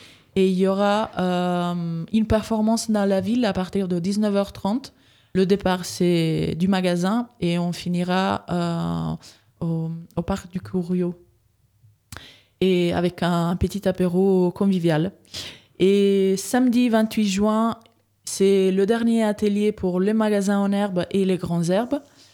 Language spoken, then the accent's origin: French; Italy; French is a second language; now in Saint-Étienne, France; avant, j'habitais à Villeurbanne. J'étais arrivée à Villeurbanne en 2015. Mais comme vous pouvez l'entendre, je suis pas française. Donc, je suis italienne. Je me suis installée en région Auvergne-Rhône-Alpes justement en 2015. Et donc, en 2019, je suis arrivée à Saint-Étienne.